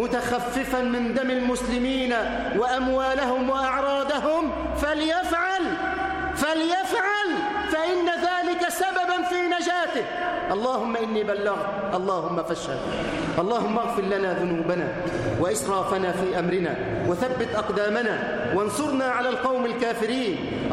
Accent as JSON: {"language": "Arabic", "country": "Egypt", "said": "اللهم اجعل بلدنا مصر أمنا أمانا سخاء رخاء"}